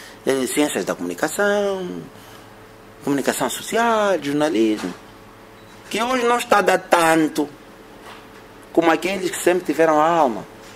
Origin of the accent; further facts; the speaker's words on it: Angola; Somos tão influenciáveis nós, os angolanos, né?